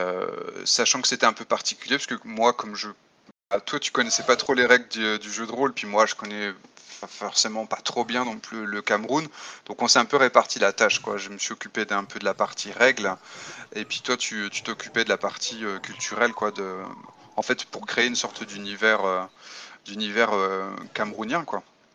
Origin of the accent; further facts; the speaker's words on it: France; je suis français et je suis essentiellement auteur de jeux de rôle.